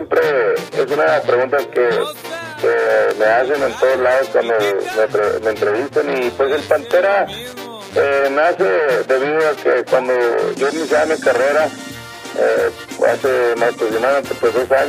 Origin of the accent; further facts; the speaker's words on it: Sonora, Mexico; born there; nace precisamente ahí en el pueblo de Ofreta, Sonora.